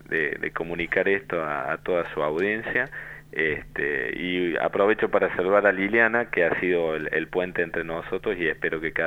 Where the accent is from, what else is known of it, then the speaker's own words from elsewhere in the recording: Argentina; esperamos que como ciudadanos argentinos, como población y demás